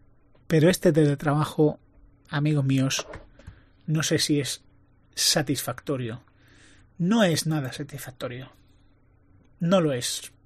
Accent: Spain; Soy español, soy mediterráneo.

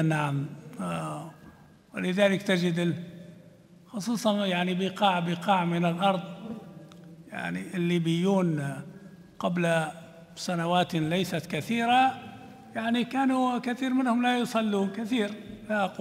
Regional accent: Libya; ما كانتش هذه عندنا في ليبيا

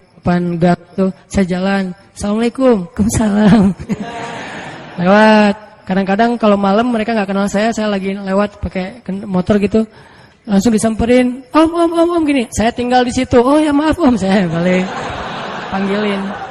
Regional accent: Aceh, Indonesia; kan saya dari Aceh.

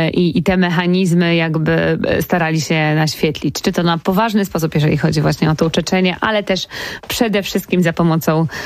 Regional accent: Wrocław, Lower Silesian Voivodeship, Poland; Ja pochodzę z Wrocławia

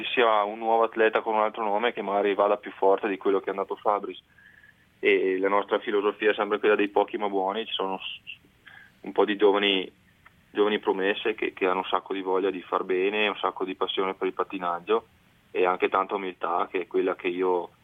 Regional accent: Roana, Veneto, Italy; un bellissimo impianto da ghiaccio a Roana, mio paese, che è stato fatto anche grazie ai miei risultati

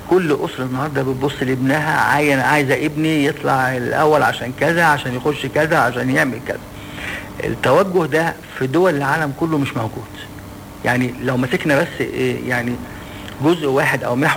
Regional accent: Egypt; ولكن احنا كمصريين عندنا حاجة مش كويسة ان احنا بنستعجل النتائج.

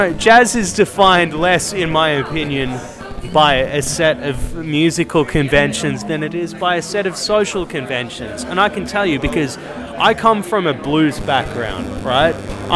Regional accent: Melbourne, Victoria, Australia; So, I came over from Melbourne, Australia, and I'm just drunk in a club right now in Amsterdam.

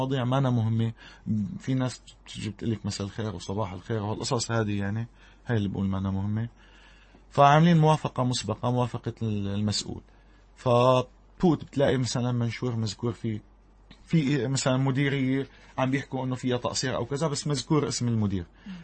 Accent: Syria; ونحن كسوريين عانينا كثير بهالحرب الظالمة هيدي

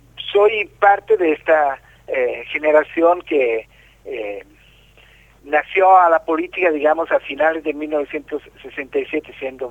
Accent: Milan, Lombardy, Italy; yo nací en 1952 en Milán, Italia.

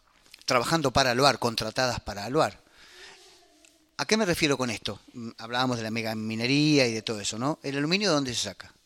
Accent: Puerto Madryn, Chubut, Argentina; ¿Sabe que yo soy nativo de Madryn?

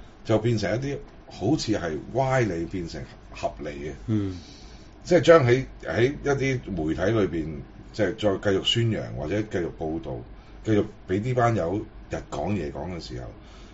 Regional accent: Hong Kong; 咁所以我哋香港人賴以成功

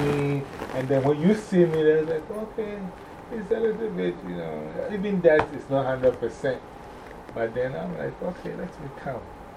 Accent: Ghana; moved away; because I came from Ghana. Like, by the time I came here, I was only in this country. Like, I had just come from Ghana.

